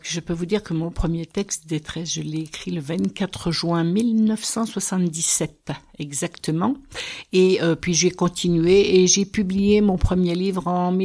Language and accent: French; Golbey, Grand Est, France; j'ai fait toute ma carrière en Alsace, mais je suis originaire de Golbey dans les Vosges, donc je suis revenue il y a 3 ans dans les Vosges